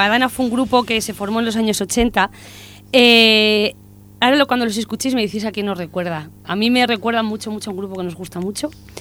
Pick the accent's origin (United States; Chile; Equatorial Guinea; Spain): Spain; Somos españoles.